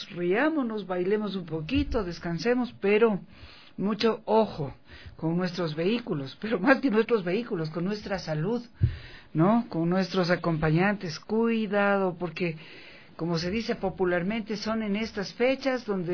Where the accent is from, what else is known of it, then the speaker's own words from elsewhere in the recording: Quito, Pichincha, Ecuador; como somos los quiteños